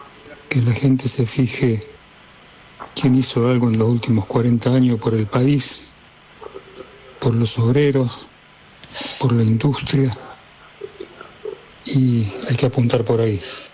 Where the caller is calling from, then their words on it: Guernica, Buenos Aires Province, Argentina; de Guernica.